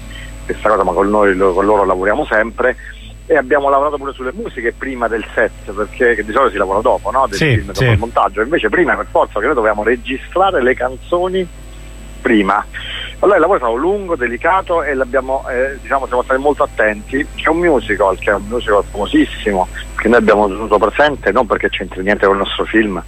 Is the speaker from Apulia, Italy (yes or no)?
no; Rome, Lazio, Italy; E abbiamo conosciuto meglio la città di Napoli, noi siamo romani